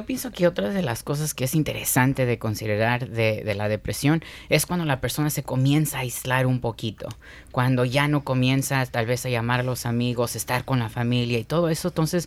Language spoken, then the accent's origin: Spanish; Mexico; now in United States; Yo soy mexicano, ¿verdad? Y llegando aquí a la cultura americana